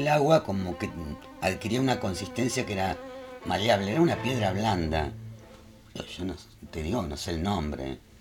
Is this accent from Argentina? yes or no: yes; Tres Arroyos, Buenos Aires Province, Argentina; En provincia de Buenos Aires, en Tres Arroyos. Pero mi infancia la pasé en el campo, que es linda.